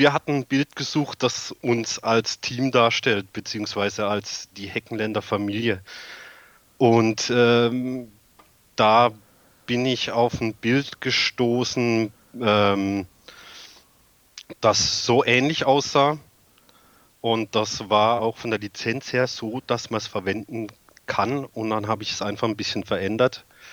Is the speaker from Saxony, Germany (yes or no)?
no; Baden-Württemberg, Germany; Das ist ein Gebiet zwischen Freiburg und Offenburg, also Südwesten